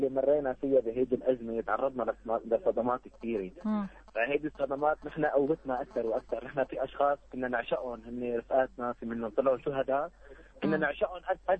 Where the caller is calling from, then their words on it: Tartus, Tartus Governorate, Syria; انا امبارح اجيت من الشام، هلا عم بسمعكم من طرطوس